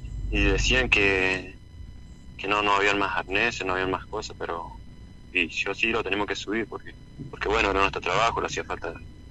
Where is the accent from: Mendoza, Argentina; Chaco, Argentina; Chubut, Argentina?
Mendoza, Argentina; La Dormida; Bueno, nosotros somos de Mendoza, Santa Rosa, La Dormida.